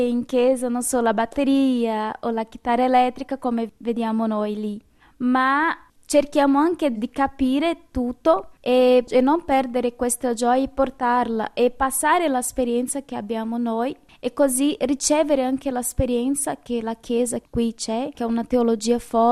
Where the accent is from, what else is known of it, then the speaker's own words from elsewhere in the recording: Minas Gerais, Brazil; Italian is a second language; now in Italy; sono brasiliana, vengo da una regione che si chiama Minas Gerais. È una regione tradizionalmente cattolica.